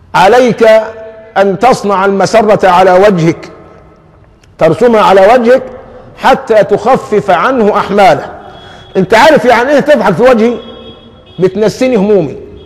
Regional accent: Egypt; وحتى عندنا كمصريين دمنا خفيف قوي

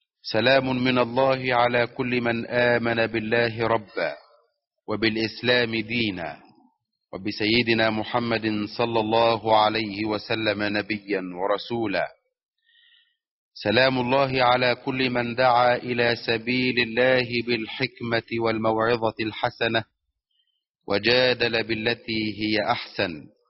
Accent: Egypt; أن تحفظ بلدنا مصر من كل سوء

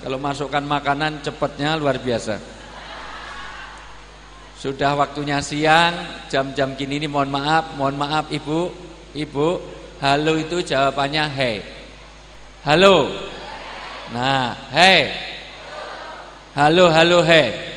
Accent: Java, Indonesia; Karena saya orang Jawa, dalam tradisi Jawa orang tua disebut sepuh.

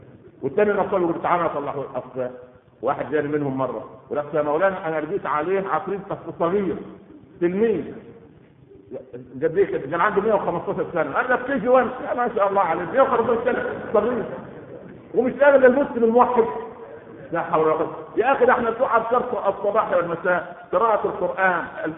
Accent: Egypt; هكذا يقال في المثل عندنا في مصر، طالما في مغفل يبقى في نصاب

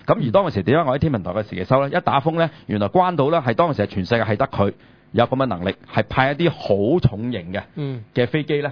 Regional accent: China; 我有一樣嘢都幾憎咧，就係我哋中國人啊，因為大陸咧

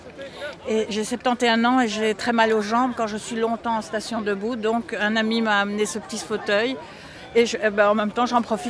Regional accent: Belœil, Wallonia, Belgium; parce qu'on vient de Belœil et lui de plus loin

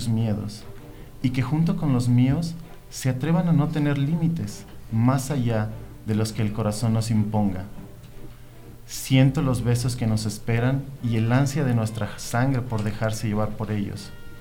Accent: Mexico City, Mexico; Bueno, soy originario del DF, he tenido una vida muy interesante.

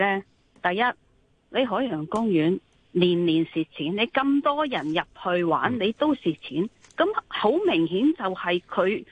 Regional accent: Hong Kong; 我係香港土生土長，

